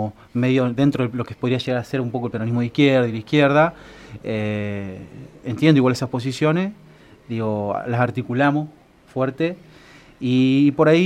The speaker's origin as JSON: {"language": "Spanish", "town": "Santa Rosa", "region": "La Pampa", "country": "Argentina", "said": "Yo soy de acá, de Santa Rosa, sí."}